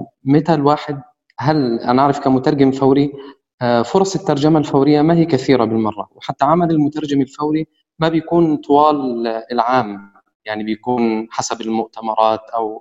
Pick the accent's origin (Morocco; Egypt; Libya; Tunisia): Egypt; now in Kuwait; أنا من مصر وحاليا مقيم بالكويت